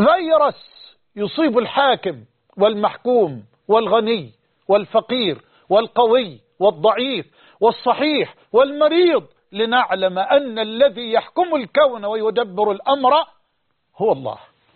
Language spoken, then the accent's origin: Arabic; Egypt; أن يحفظ بلدنا مصر من هذا الوباء